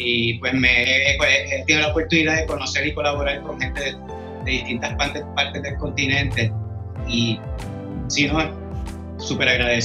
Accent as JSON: {"language": "Spanish", "country": "Puerto Rico", "lives_now": "Mexico City, Mexico", "said": "yo estoy en la Ciudad de México y, ¿sabes?, los mexicanos ahí me han tratado, pero de que con demasiado amor, y no habemos muchos puertorriqueños en la ciudad"}